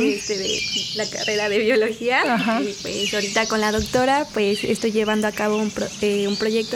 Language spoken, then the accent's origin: Spanish; Mexico; como sabemos, pues consumimos como mexicanos mucho.